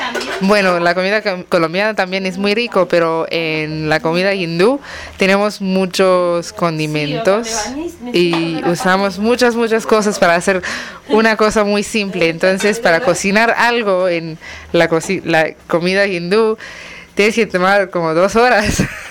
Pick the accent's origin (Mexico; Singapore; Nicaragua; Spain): Singapore; soy de Singapur.